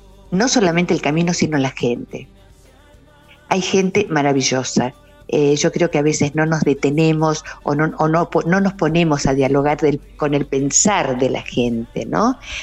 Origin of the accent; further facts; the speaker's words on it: Ingeniero Huergo, Río Negro, Argentina; yo nací en Huergo, en una localidad que está aquí a 20, 15 kilómetros. Entonces, si recuerdo mi infancia, recuerdo esa calle que estaba